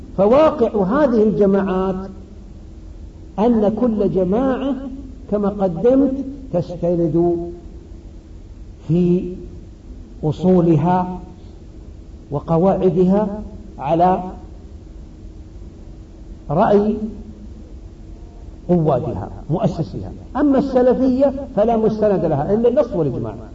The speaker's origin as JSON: {"language": "Arabic", "country": "Saudi Arabia", "said": "فالمعروف أن بلدي السعودية وأظنكم كذلك إن شاء الله"}